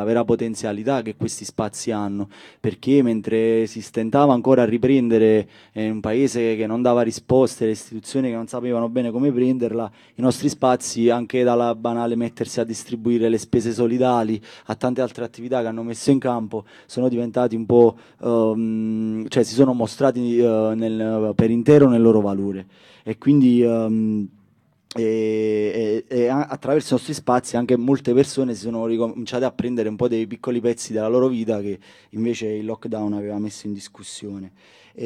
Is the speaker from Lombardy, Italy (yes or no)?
no; Casoria, Campania, Italy; vengo da Casoria, un comune nell'area nord di Napoli.